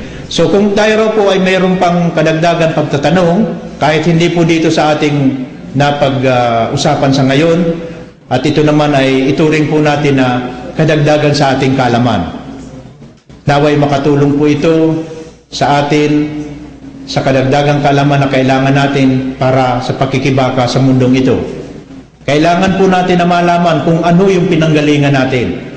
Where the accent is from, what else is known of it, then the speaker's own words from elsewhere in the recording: Bicol Region, Philippines; Taga-Bicol ako.